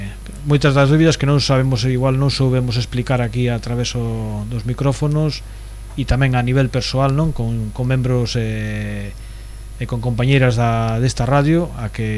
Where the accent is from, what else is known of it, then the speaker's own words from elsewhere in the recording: Galicia, Spain; como bon galegos que somos.